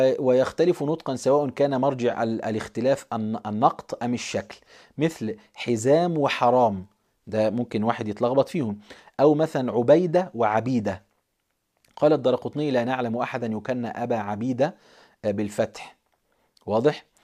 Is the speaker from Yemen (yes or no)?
no; Egypt; هو كلمة دعبس دي عندنا في مصر مشهورة أحيانا